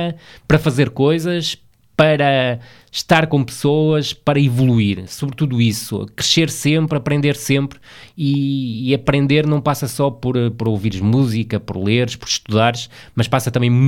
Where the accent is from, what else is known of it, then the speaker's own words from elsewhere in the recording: Vila do Conde, Porto, Portugal; moved away as an adult; also born or lived in Braga; Saí do Rio Ave, saí de Vila do Conde, onde nasci e onde vivi sempre até aos 23, 24 anos, e fui para Braga